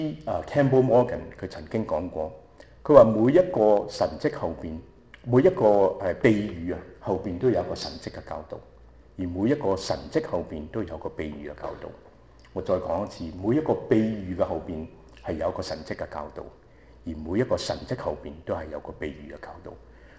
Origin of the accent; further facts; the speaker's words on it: Shanghai, China; 就好似我哋上海人有一句話，我係上海人嚟